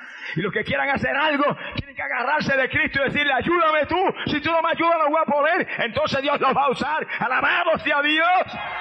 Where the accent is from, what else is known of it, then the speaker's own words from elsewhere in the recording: Puerto Rico; Yo era una estrella en el deporte en mi país. Campeón de levantamiento de pesa, peso medio por años y años. Mister Puerto Rico y Mister Norteamérica en fisicultura.